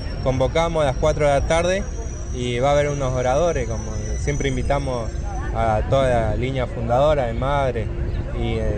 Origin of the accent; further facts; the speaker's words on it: Chubut, Argentina; de la comunidad Pillán Mawisa, espíritu de la montaña significa, y vengo de allá de Chubú